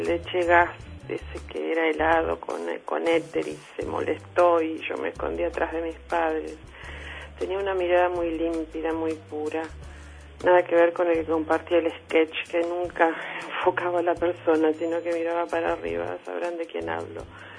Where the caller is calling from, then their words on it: Buenos Aires, Argentina; de Caballito.